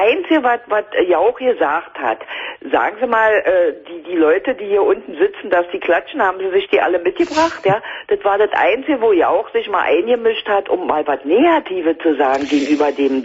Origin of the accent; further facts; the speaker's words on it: Berlin, Germany; accent: Berlin dialect; Ich bin aus Berlin, Mann.